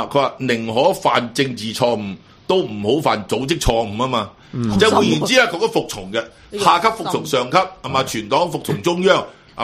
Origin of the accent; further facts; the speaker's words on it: Hong Kong; 令到我哋香港人挫住道氣嘅